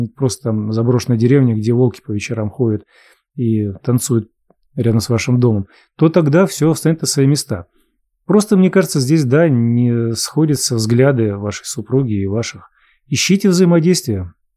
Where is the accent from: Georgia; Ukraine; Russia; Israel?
Ukraine; Мы из Украины. Предки до Великой Отечественной войны жили в Омской области.